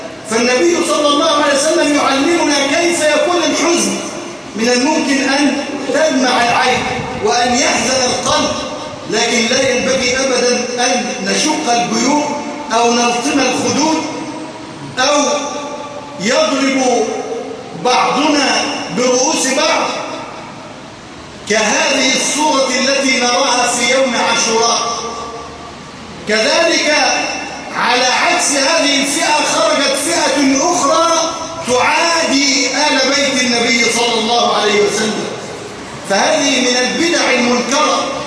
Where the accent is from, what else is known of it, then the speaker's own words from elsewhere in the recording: Egypt; اللهم إنا نسألك أن تجعل بلدنا مصر أمنا أمانا